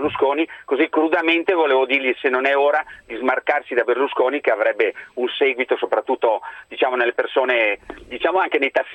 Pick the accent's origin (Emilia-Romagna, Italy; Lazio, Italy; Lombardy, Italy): Lombardy, Italy; Lecco; born there; now in Milan, Italy; sono un tassista da qualche anno di Milano, ma sono nato a Lecco